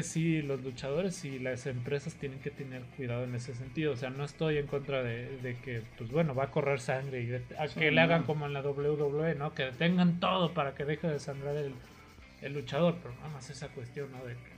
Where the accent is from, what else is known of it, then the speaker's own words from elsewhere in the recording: Mexico; somos público mexicano y no nos callamos para nada en las luchas